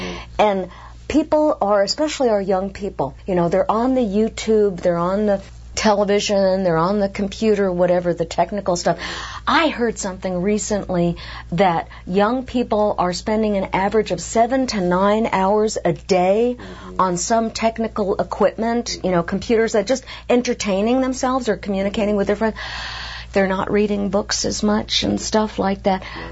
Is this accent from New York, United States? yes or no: yes; New York, United States; I grew up in New York and spent a lot of time as an actor in New York City.